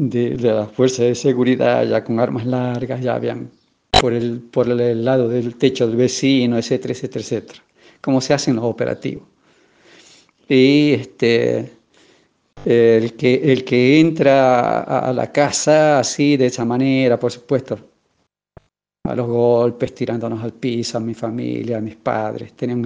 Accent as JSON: {"language": "Spanish", "town": "Ledesma", "region": "Jujuy", "country": "Argentina", "tie": "born or raised there", "also_born_or_lived": "Bolivia", "moved": "as an adult", "said": "aunque nací en Bolivia, me crié en Ledesma. O sea, desde los 6 años que viví en Ledesma hasta que terminé la escuela normal, o sea, la secundaria, y luego me fui a estudiar a Tucumán"}